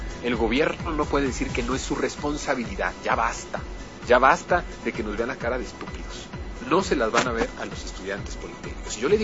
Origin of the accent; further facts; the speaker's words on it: Mexico; porque somos mexicanos